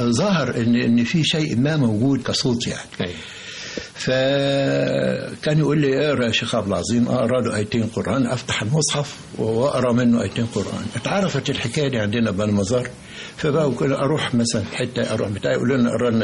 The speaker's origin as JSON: {"language": "Arabic", "town": "Minya", "region": "Minya Governorate", "country": "Egypt", "tie": "born or raised there", "said": "كان احنا كان عندنا في المنيا بقى قهوه كده نخش ندفع 5 مليم تعريفه"}